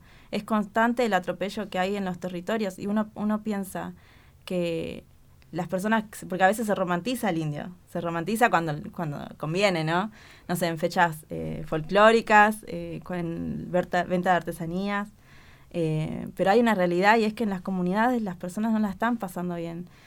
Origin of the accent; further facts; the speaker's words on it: Jujuy, Argentina; born there; todo el tiempo en Jujuy, que es la provincia donde yo nací, hay mucho negacionismo.